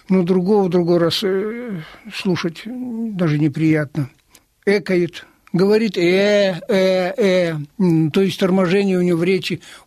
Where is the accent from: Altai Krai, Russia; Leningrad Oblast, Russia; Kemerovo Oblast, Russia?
Leningrad Oblast, Russia; Tikhvin; Я приехал из города Тихвина. Это древний город.